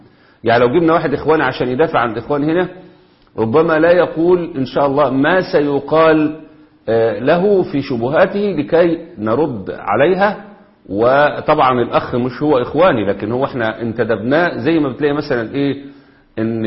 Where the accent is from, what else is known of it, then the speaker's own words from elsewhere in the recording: Egypt; عندنا في مصر كده